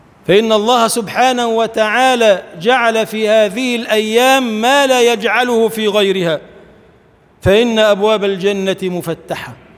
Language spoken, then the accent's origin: Arabic; Egypt; اللهم اجعل بلدنا مصر بلداً آمناً مطمئناً سخاءً رخاءً، وسائر بلاد المسلمين.